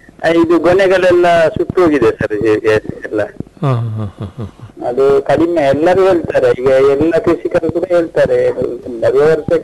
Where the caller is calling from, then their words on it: Puttur, Karnataka, India; ಪುತ್ತೂರು, ದಕ್ಷಿಣ ಕನ್ನಡ ಜಿಲ್ಲೆ.